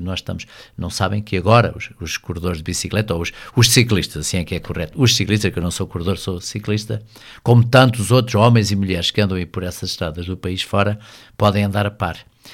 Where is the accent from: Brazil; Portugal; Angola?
Portugal; Pontével, Santarém; Apenas um ano da minha vida, pela minha vida pessoal, vivi fora, mas vinha regularmente a Pontevel e hoje voltei à minha terra, hoje, já há 11 anos novamente, e voltei à minha terra e é ali que espero continuar.